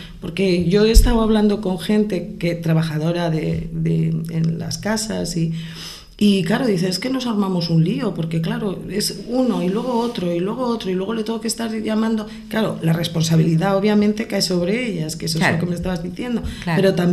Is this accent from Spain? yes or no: yes; Pamplona, Navarre, Spain; soy de Pamplona, he conocido gente con 6 trabajos diferentes.